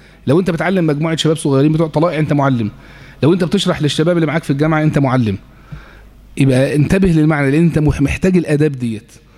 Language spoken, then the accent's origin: Arabic; Egypt; حتى عندنا في مصر هنا كبار ممثلي هذا التيار